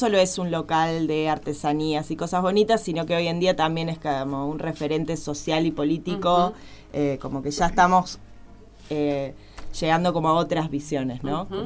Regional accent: Buenos Aires, Argentina; Ya hace 7 años que estoy en el Valle, vengo de Buenos Aires.

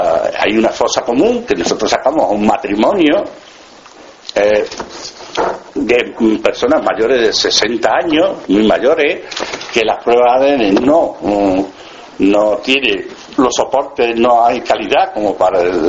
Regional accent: Extremadura, Spain; en mi pueblo, yo soy de Badajoz, de un pueblecito de Badajoz

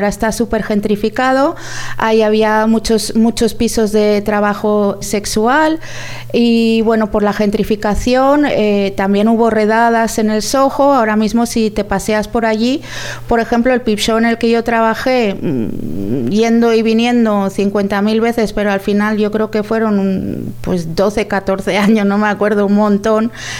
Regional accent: Valencia, Valencian Community, Spain; also born or lived in Foios; now in London, United Kingdom; yo soy de Valencia, pero también soy de Foios. Mis padres también vienen de Foios y bueno, pues tengo algunas raíces de allí también, de Foios y de Meliana.

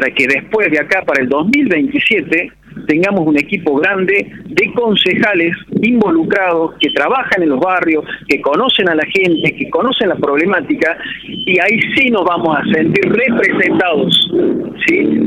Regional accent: Villa Allende, Córdoba, Argentina; somos todos de Villa Allende, tenemos todo el derecho

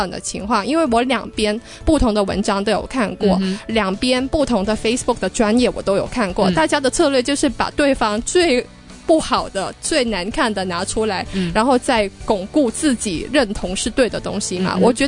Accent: Hong Kong; 我自己作为一个香港人

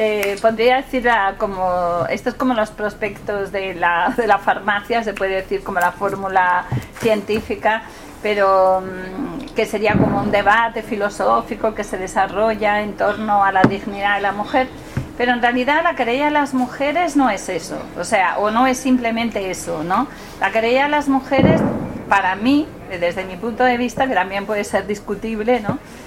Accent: Oviedo, Asturias, Spain; Yo soy de Oviedo, por cierto, que quede claro, que me siento muy de ahí

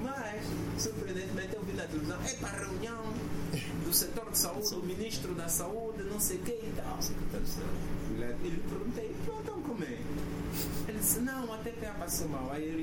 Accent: Angola; não, eu sou angolano, também estudei, também sei, vou opinar

